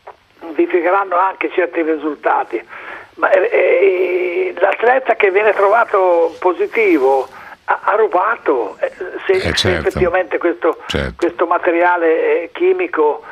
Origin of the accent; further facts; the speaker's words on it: Florence, Tuscany, Italy; sono da Toscana, sì. Fiorentino.